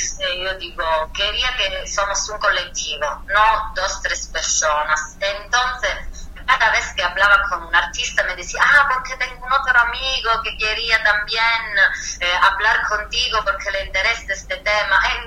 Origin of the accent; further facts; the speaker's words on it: Southern Italy, Italy; Spanish is a second language; mi pueblo, donde vengo del sur de Italia, Italia es un país